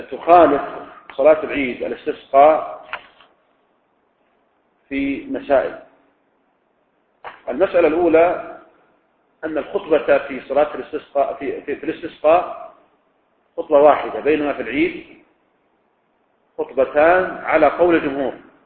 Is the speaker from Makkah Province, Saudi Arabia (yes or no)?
no; Riyadh, Riyadh Province, Saudi Arabia; يعني مثلا لو كان عندنا في الرياض مثلا يعني لم ينصف قحط لكن بعض مناطق المملكة هناك قحط